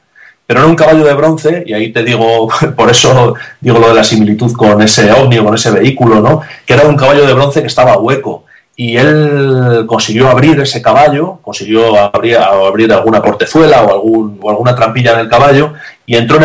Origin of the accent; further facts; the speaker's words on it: Salamanca, Castile and León, Spain; porque yo también soy de Salamanca, ¿no? Como él.